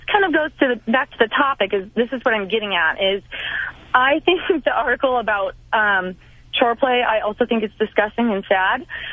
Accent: Colorado, United States; I grew up in rural Colorado.

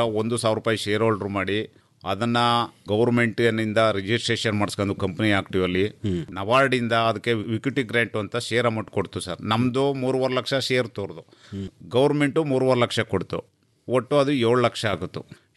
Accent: Chilakodi, Karnataka, India; ನಾವು ಚಾಮರಾಜನಗರ ಜಿಲ್ಲೆ ಕೊಳ್ಳೇಗಾಲ ತಾಲೂಕು ಚಿಲಕೋಡಿ ಗ್ರಾಮ

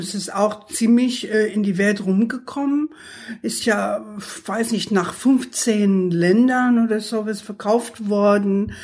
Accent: New York, United States; ich bin ja aus New York, eine waschechte New Yorkerin.

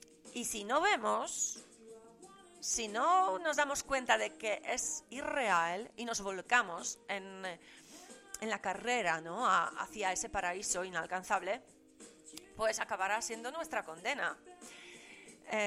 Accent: Poland; Yo vengo de Polonia socialista, ¿sabéis?

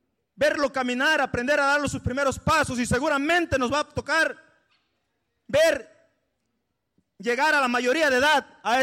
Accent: Aguacaliente, Guerrero, Mexico; hace 12 años nos tocó allá en Guerrero, en mi pueblo, en mi comunidad, en Aguacaliente, en los bienes comunales de Cacuatepec

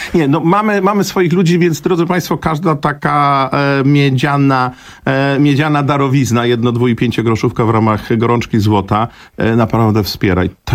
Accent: Warsaw, Masovian Voivodeship, Poland; To było 24 lata temu, jeszcze wtedy jako warszawiak

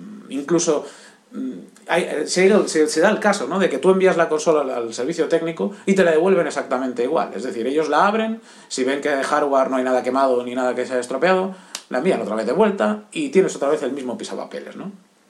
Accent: Barcelona, Catalonia, Spain; soy de Barcelona.

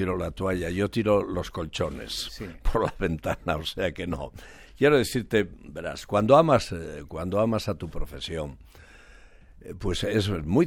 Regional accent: Spain; en realidad yo soy español. Por los cuatro costados

